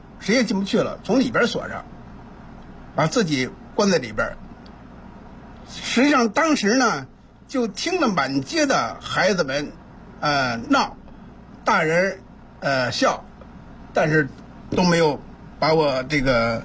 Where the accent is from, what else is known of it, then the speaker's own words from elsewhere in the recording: Wangquansi, Beijing, China; 这些村子呀，就是以我的家乡望泉寺为中心。